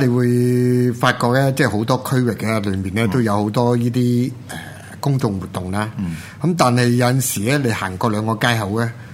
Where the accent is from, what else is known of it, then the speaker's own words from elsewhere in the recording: Hong Kong; 其實我哋香港人我諗大部分城市人都安排咗嘅